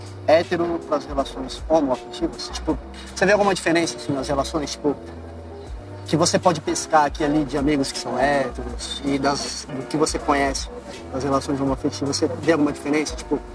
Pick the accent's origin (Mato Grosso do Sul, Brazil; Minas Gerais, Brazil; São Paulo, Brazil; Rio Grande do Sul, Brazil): São Paulo, Brazil; Taubaté; eu sou hétero, eu sou de Taubaté, eu sei, mas eu sou hétero de Taubaté